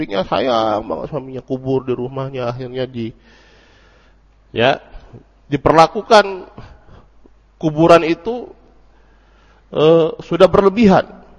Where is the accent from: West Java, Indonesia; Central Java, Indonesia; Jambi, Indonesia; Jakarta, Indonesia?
Jambi, Indonesia; Sungai Penuh; contohnya di kampung saya di Sungai Penuhana itu.